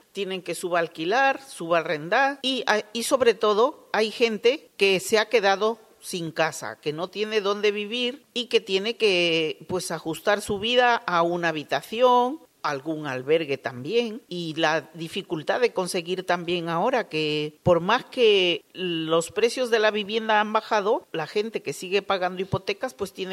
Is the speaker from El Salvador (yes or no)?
no; Peru; Conozco una paisana peruana que su